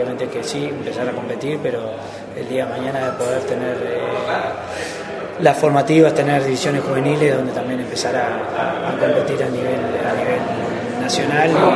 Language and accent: Spanish; Uruguay; Pero obviamente somos uruguayos